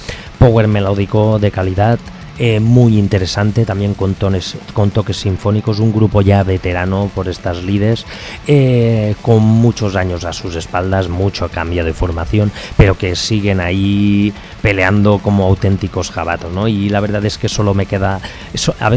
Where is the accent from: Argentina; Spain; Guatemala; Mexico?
Spain; Valencia, Valencian Community; Ahora nos vamos a mi tierrita, a mi Valencia